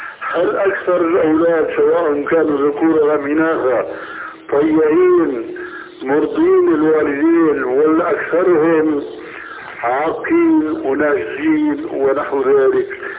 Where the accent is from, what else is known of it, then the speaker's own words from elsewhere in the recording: Syria; هيك كما يقولون عندنا في سوريا